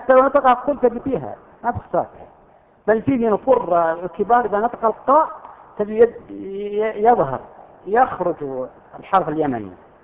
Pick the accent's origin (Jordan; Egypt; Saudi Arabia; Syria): Saudi Arabia; Al-Qassim; وفيه أردأ منها أيضا موجودة عندنا في القصيم تسمى لغة الزقزقة